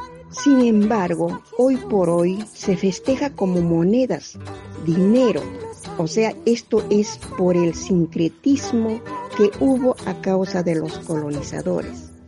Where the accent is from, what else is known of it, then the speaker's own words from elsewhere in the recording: Juli, Puno, Peru; y también puedo decir en mi pueblo, Juli, festejan, Juli está rodeado de cuatro cerros elevados